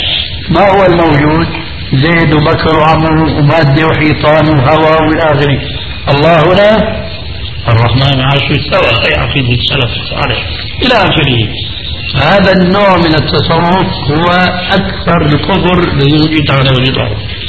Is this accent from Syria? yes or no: yes; Syria; تلقفها بعض العامة عندنا في سوريا